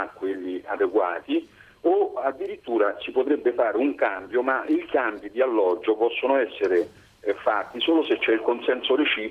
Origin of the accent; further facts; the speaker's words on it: Velletri, Lazio, Italy; sono di Velletri, dove … sono solamente due, non hanno altri parenti.